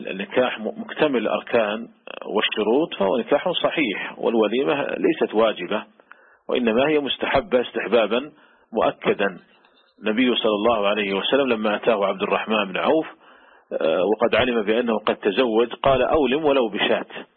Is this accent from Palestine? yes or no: no; Saudi Arabia; وأيضا هي ممنوعة من وزارة التجارة عندنا في المملكة العربية السعودية